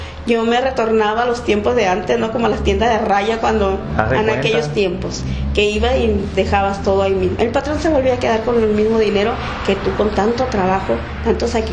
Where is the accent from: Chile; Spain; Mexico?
Mexico; Santa Rosalía, Baja California Sur; Gracias a Dios, sí. Ay, ahí en mi pueblito bello.